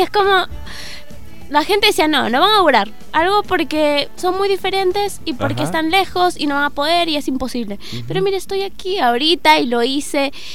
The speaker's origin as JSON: {"language": "Spanish", "region": "Lima", "country": "Peru", "moved": "as an adult", "lives_now": "Mendoza, Argentina", "said": "Yo soy de Lima, de la capital de Perú."}